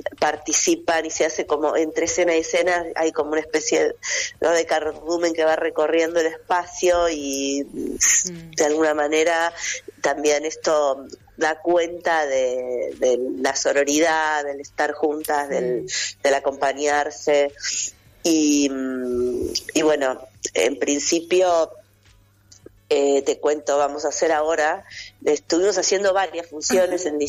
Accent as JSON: {"language": "Spanish", "town": "Vicente López", "region": "Buenos Aires Province", "country": "Argentina", "said": "somos de Vicente López, de un centro cultural que se llama Tiempos de Memoria."}